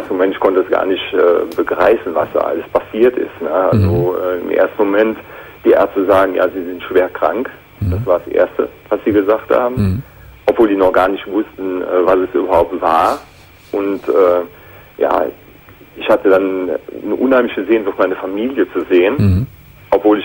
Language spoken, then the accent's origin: German; Aachen, North Rhine-Westphalia, Germany; Und ich komme aus der Region von Aachen.